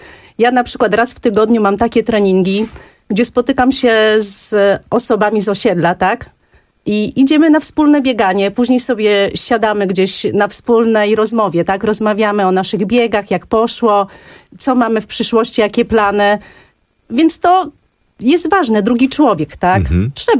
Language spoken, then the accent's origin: Polish; Warsaw, Masovian Voivodeship, Poland; Bardzo kocham ten bieg, ponieważ jestem warszawianką.